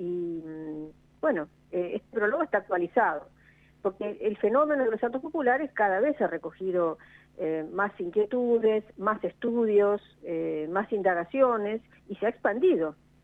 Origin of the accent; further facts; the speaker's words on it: Castelar, Buenos Aires Province, Argentina; Eduardo Sacheri, que además es vecino de Castelar, de mi ciudad. Los dos somos del oeste de Buenos Aires.